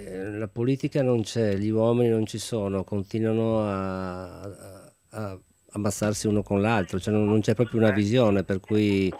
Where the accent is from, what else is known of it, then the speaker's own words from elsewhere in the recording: Padua, Veneto, Italy; born there; Ah, io anche sono nato a Padova.